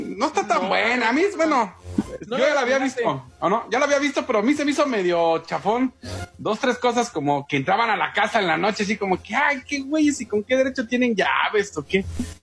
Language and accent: Spanish; Mexico City, Mexico; Yo soy del DF, he visto muchos escatos, he visto mucha onda